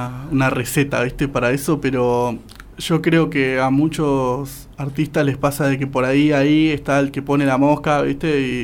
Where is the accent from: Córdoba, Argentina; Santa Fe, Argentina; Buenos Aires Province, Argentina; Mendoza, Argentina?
Buenos Aires Province, Argentina; González Catán; yo soy González Catán, viste, yo me crié en González Catán